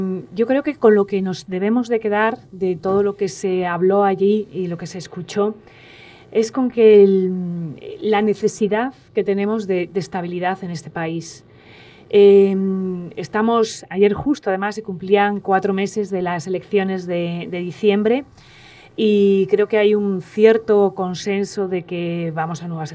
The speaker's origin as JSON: {"language": "Spanish", "country": "Spain", "said": "esto ya es a nivel personal como española"}